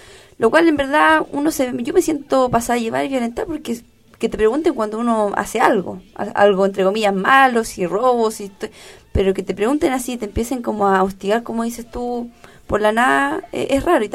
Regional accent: Chile; porque es un país libre, soy chilena, creo que puedo andar donde quiero.

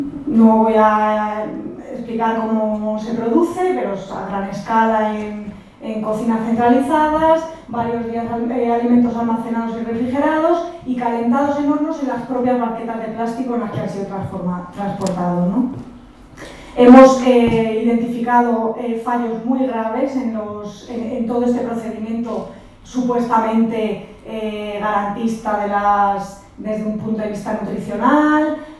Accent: Community of Madrid, Spain; accent: Madrid; now in Granada, Spain; vengo de Granada, aunque soy madrileña, por mi acento lo notaréis. Llevo en Granada 10 años

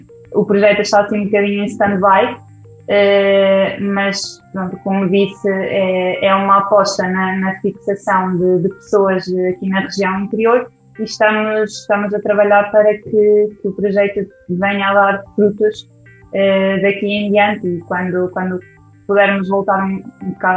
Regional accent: Bragança, Portugal; como já referi, tenho 28 anos. Sou natural de Bragança, na região de Trás-os-Montes.

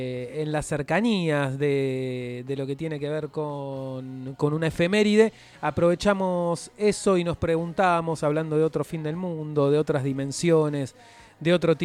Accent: La Plata, Buenos Aires Province, Argentina; born there; Yo nací en La Plata, pero me considero bericense.

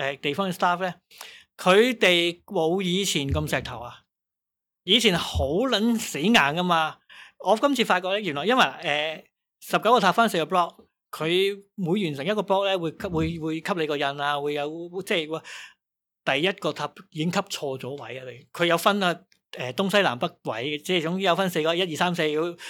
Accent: Hong Kong; 即系我哋香港人就冇所谓

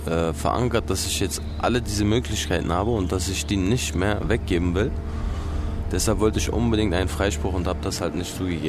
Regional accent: Berlin, Germany; now in Kosovo; Ich lebe hier. Natürlich ist Berlin meine Heimat. Da bin ich aufgewachsen. Da ist der einzige Ort, wo ich mich wirklich zu Hause fühle.

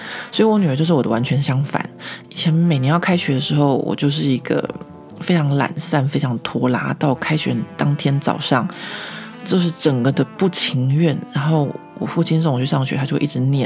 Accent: Taiwan; 因为我觉得这有可能是我们台湾人的性格，就是我们台湾的民主制度下面

